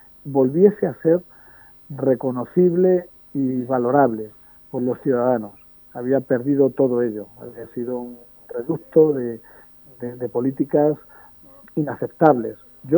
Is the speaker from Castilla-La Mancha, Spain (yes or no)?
yes; Escalona, Castilla-La Mancha, Spain; muy agradecido a los ciudadanos de mi pueblo, a la gente de Escalona